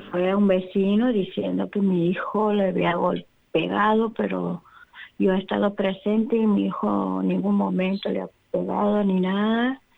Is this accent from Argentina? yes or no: yes; Santiago del Estero, Argentina; soy de Santiago del Estero, capital.